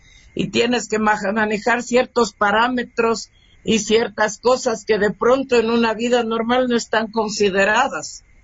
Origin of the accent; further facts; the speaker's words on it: Ecuador; música ecuatoriana y artistas ecuatorianos somos todos los que estamos realizando producción artística en este hermoso territorio y en nuestro lindo Ecuador